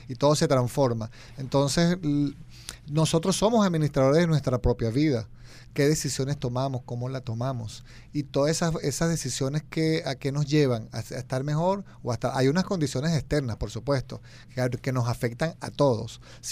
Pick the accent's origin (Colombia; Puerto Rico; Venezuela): Venezuela; Estas son las mías y me fue bien con esto, siendo venezolano